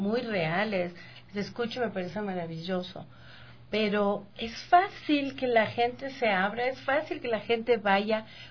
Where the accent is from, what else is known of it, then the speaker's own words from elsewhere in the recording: Ecuador; yo soy bien ecuatoriana y conozco cómo somos